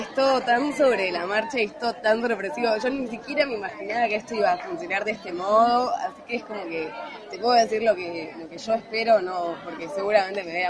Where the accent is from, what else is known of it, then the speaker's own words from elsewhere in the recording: Buenos Aires, Argentina; soy de Buenos Aires, Capital Federal.